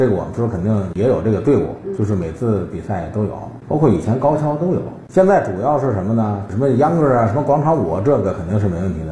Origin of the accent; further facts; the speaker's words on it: Beijing, China; 我小的时候在上摸虾鱼，就是几个人在上跑，不能往树下边跑，把眼蒙上，就是叫百年梨树，就是咱们老北京的叫老三样。